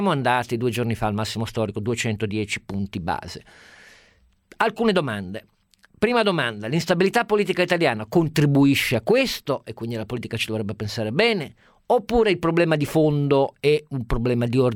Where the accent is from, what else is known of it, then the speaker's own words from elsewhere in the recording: Germany; Italian is a second language; vorrei anch'io da tedesco che fosse salvaguardato la virtù delle nostre scelte